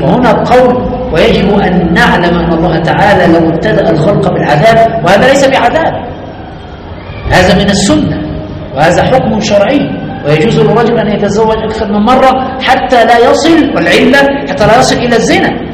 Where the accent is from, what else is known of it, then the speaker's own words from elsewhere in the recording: Egypt; الثانوية العامة في ثالثة ثانوي يعني عندنا في مصر